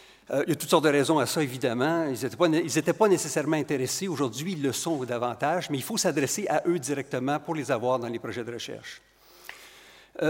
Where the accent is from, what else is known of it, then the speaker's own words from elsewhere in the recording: Quebec, Canada; accent: Quebec; Vous reconnaissez mon accent du Québec.